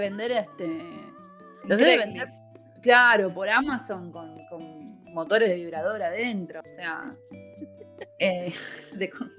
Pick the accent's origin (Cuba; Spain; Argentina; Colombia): Argentina; Igual nosotros acá, que somos argentinas